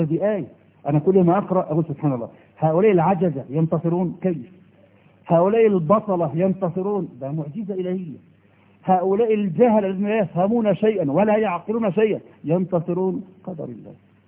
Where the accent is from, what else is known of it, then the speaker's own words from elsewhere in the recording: Egypt; إحنا مصريين عقولنا متربية